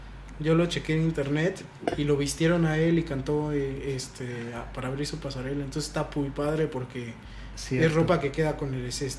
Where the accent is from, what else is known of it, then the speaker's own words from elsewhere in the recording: Mexico; Y aquí en mi país no puedo comprar moda mexicana